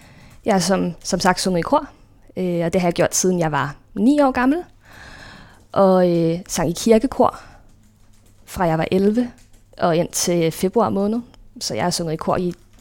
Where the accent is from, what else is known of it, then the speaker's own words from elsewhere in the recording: Glostrup, Capital Region of Denmark, Denmark; born there; Jeg blev født på Glostrup sygehus en decemberdag